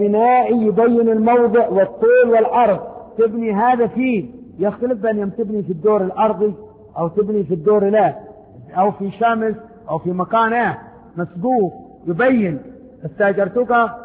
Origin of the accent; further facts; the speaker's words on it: Yemen; قال انت منين قلت له من اليمن